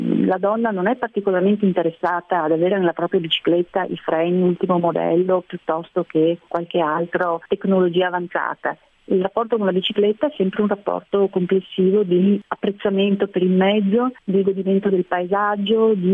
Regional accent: Treviso, Veneto, Italy; Io sono trevigiana e sicuramente Treviso è una città dove ci si muove molto volentieri in bicicletta

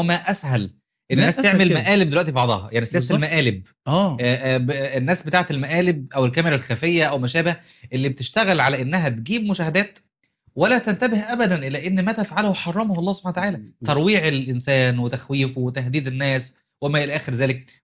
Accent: Upper Egypt, Egypt; عندنا في الصعيد

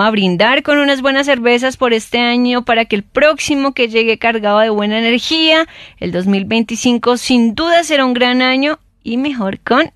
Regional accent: Colombia; como colombianos que somos y que colombiano que se respete

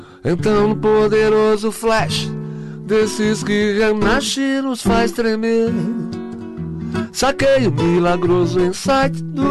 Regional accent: São Paulo, Brazil; Eu sou corintiano, fui criado na ZL

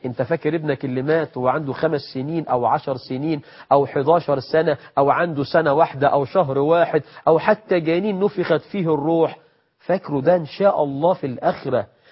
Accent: Egypt; عندنا في مصر مخرجة سفلة،

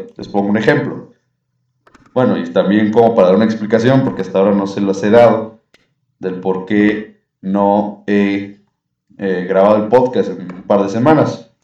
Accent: Mexico; como buen pueblo mexicano, aguantamos todos

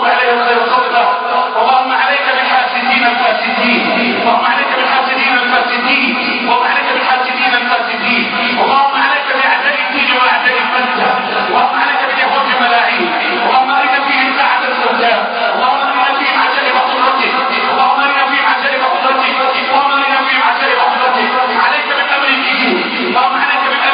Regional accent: Egypt; اللهم انصر بلدنا مصر

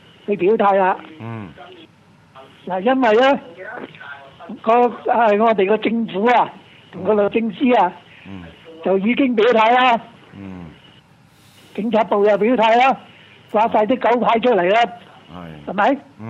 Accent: Hong Kong; 唔係同我哋香港人交代係次要嘅

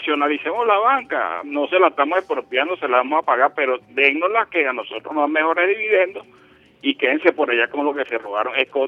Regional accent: Caracas, Capital District, Venezuela; Entonces yo me considero catiense, claro, nací en Caracas, en San Juan.

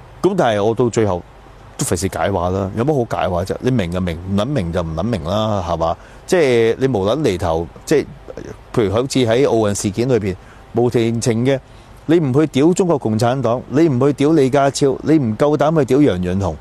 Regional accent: Canada; 可能我喺加拿大長大啦

